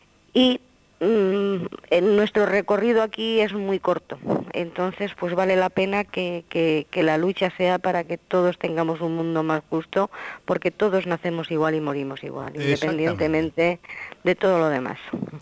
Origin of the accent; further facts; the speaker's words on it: Spain; yo como española te puedo decir que los españoles hemos colonizado mucho